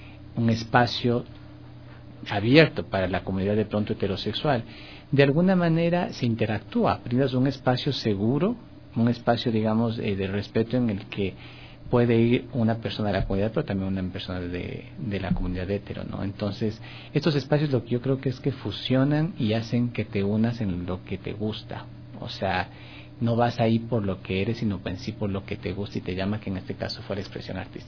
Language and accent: Spanish; Quito, Pichincha, Ecuador; now in Guayaquil, Ecuador; por mi ciudad natal, Quito. Soy un residente ya legal en Guayaquil, vivo allá hace 8 años, creo que 9 ya.